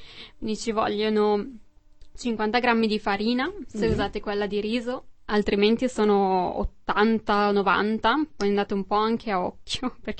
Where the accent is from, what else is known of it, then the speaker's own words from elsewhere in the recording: Bergamo, Lombardy, Italy; now in Brussels, Belgium; Sì, vengo da Bergamo.